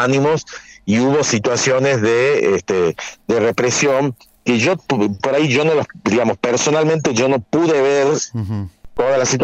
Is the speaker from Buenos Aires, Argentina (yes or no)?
no; Tucumán, Argentina; Yo vivo desde que soy muy pequeño, no nací en Tucumán, pero me considero tucumano